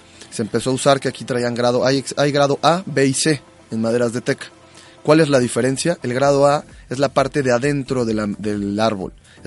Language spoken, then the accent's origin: Spanish; Mexico; a nuestro punto de vista como mexicano, porque en México nos gusta la madera como limpia